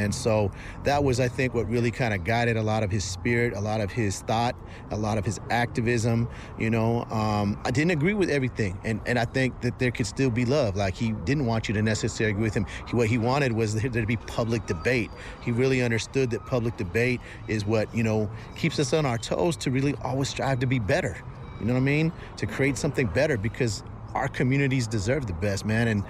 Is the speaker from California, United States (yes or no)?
yes; San Francisco, California, United States; San Francisco Peaks, man, I'm from Frisco, you know what I'm saying? Right across the bridge